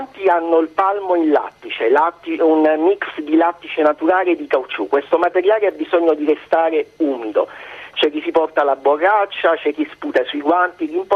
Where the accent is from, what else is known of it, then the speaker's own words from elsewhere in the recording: Taranto, Apulia, Italy; Siamo di Taranto, proprio Taranto città.